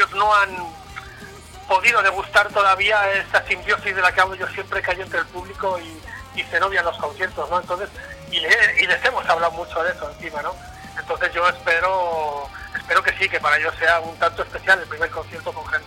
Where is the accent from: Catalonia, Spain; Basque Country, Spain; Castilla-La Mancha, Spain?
Basque Country, Spain; Vitoria-Gasteiz; yo, que soy de Vitoria, pero que estoy a 90, 94 kilómetros de ahí